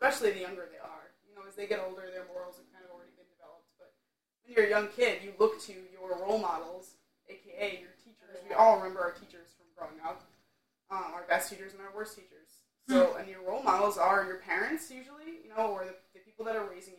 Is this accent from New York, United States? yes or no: yes; New York, United States; And I've been growing up in New York, in the suburb of New York City.